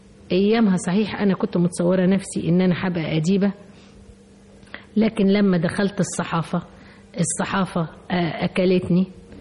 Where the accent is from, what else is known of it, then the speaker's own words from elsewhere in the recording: Mansoura, Dakahlia, Egypt; ده ابن عمتي لان احنا من المنصورة